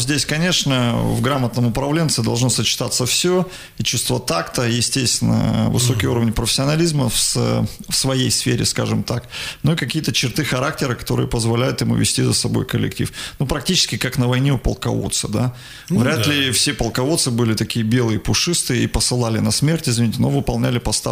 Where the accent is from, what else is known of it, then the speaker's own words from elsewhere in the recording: Igarka, Krasnoyarsk Krai, Russia; Мой родной город, в котором я родился и вырос.